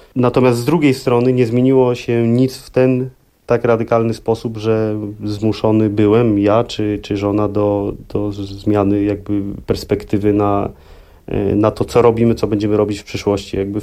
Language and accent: Polish; Sopot, Pomeranian Voivodeship, Poland; Dzięki temu, że jestem z Trójmiasta, z Sopotu.